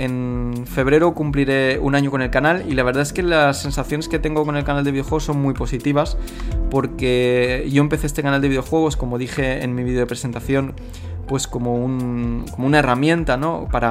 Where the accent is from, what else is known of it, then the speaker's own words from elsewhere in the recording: Valencia, Valencian Community, Spain; now in Busan, South Korea; vivo en una ciudad de Corea del Sur que se llama Busan, que está al sur del país. Llevo aquí viviendo 6 años, aunque realmente yo soy de Valencia